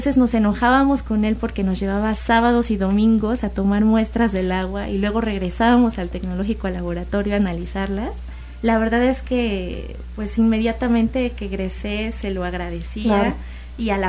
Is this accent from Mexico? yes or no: yes; Orizaba, Veracruz, Mexico; Yo soy de Orizaba y entonces allá igual hay zonas ecológicas muy, muy bonitas.